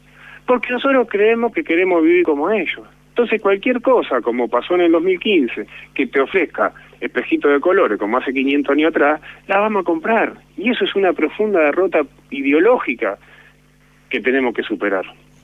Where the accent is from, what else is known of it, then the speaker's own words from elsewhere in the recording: Moreno, Buenos Aires Province, Argentina; Yo soy de Trujillo, Luca, un barrio de Moreno, de mucha historia, epicentro de los saqueos del 89, del 2001, y yo me crié en la calle en ese barrio, a mí me criaron los vecinos.